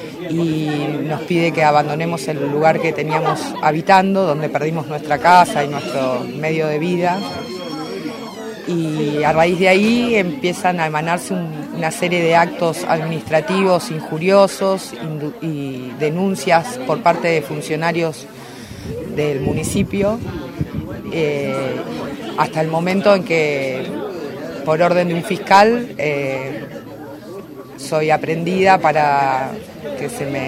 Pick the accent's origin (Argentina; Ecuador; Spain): Argentina; que se me reconozca como madre argentina, madre de 5 hijos que fueron instruidos y formados en el pueblo, como familia humilde y trabajadora